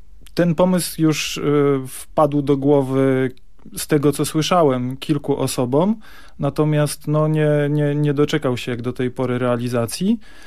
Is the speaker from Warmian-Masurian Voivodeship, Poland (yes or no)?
yes; Bartoszyce, Warmian-Masurian Voivodeship, Poland; now in Gdynia, Poland; Tak, pochodzę z warmińsko-mazurskiego, z Bartoszyc. To w zasadzie nie jest ani Warmia, ani Mazury. U nas się na to mówi, że to jest Warmia, bo nie są to Mazury, ale tak naprawdę to są po prostu Prusy. Mieszkam natomiast na co dzień w Gdańsku. W Gdyni w zasadzie